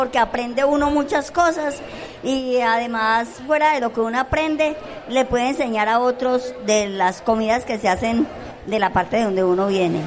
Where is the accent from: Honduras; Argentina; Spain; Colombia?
Colombia; Valle del Cauca; Yo vengo del Valle.